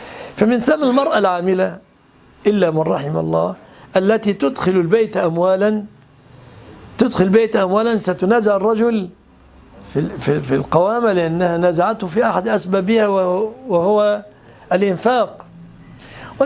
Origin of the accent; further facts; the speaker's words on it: Egypt; وعندنا في مصر مثل مصري يقول